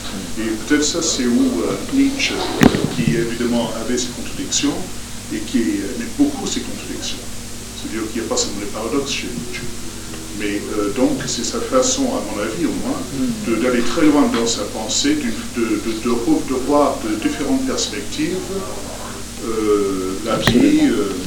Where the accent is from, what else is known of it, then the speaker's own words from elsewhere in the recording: England, United Kingdom; Moi, je suis anglais et j'assiste la première fois ici.